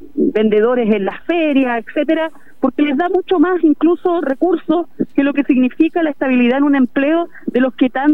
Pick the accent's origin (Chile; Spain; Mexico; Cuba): Chile; también como chilenos y chilenas en tiempos de dictadura muchos de nuestros compañeros y compañeras tuvieron que ir a otros países